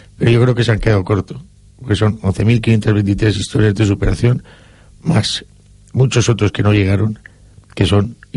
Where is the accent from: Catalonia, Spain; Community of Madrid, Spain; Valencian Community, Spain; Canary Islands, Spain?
Valencian Community, Spain; Yo tres veces agradecido como valenciano, como amante del deporte